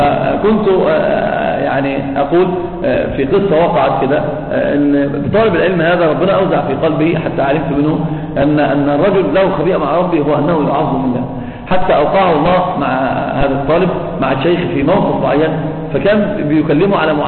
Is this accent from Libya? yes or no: no; Egypt; احنا عندنا في مصر بيقولوا كلام كفر ما صحش انكار